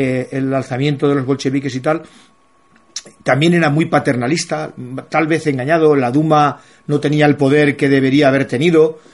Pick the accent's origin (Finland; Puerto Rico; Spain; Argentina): Spain; como español siempre hemos luchado contra él